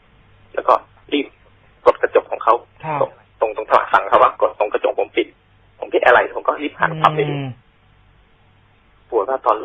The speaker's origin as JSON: {"language": "Thai", "region": "Isan", "country": "Thailand", "said": "ผมแหละเขาก็พูดอีสานแหละ"}